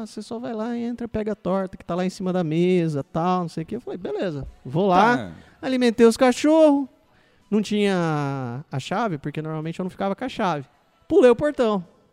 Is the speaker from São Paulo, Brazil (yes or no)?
yes; Pirajuí, São Paulo, Brazil; Bom, lá no interior, lá na minha cidade, né? Onde eu morava e tal.